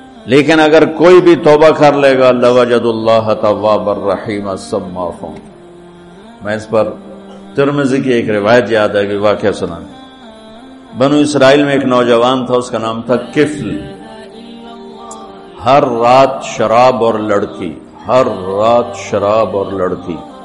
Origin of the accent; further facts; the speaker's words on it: Tulamba, Punjab, Pakistan; اور میرا home town ہے تلمبا, اس سے 3 کلومیٹر دور میرا گاؤں ہے.